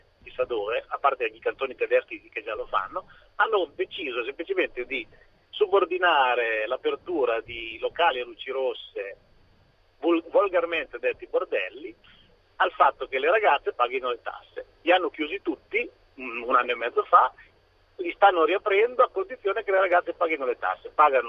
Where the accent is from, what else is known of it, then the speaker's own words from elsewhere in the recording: Varese, Lombardy, Italy; Io sono di Varese.